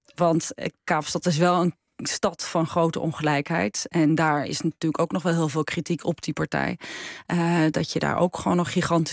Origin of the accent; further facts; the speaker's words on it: Netherlands; En ik denk dat het ook wel hielp dat we uit Nederland kwamen.